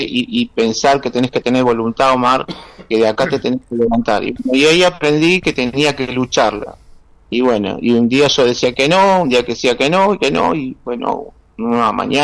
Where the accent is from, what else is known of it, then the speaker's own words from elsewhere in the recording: Mar del Plata, Buenos Aires Province, Argentina; nací en Capital y a los 2 años mi mamá nos trajo para acá, para Mar del Plata